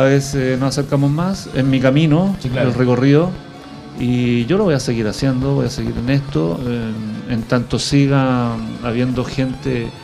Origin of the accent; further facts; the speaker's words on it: Puente Alto, Santiago Metropolitan Region, Chile; born there; Yo nací en Puente Alto, soy profesor de educación física, estudié psicología, soy psicólogo, tengo un magíster en educación